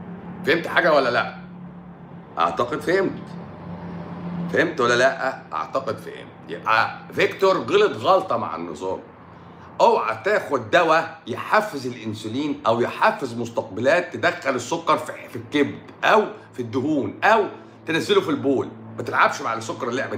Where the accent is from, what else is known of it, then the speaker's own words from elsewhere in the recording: Egypt; انا مصري وببيع كلام اهو، انا مصري وببيع كلام اهو.